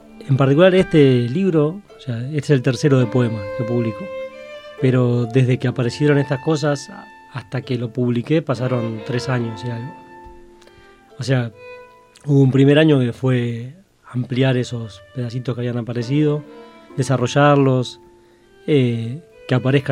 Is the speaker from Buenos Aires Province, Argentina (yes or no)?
yes; Avellaneda, Buenos Aires Province, Argentina; Para mí, creciendo en Avellaneda, también son cosas que me remiten al barrio como era un poco antes